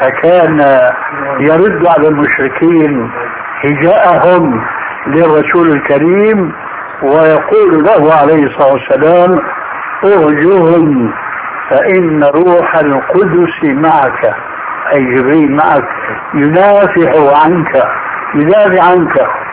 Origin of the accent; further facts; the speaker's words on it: Syria; اول ما شاهدناه عندنا في سوريا لم يكن مع هذه الاناشيد ذكر للذب اطلاقا